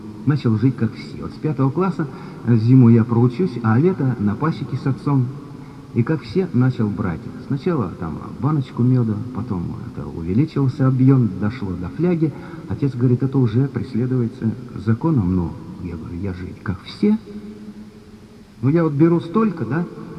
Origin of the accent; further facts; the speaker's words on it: Tomsk, Tomsk Oblast, Russia; Я приветствую, друзья, всех. Я из Томска.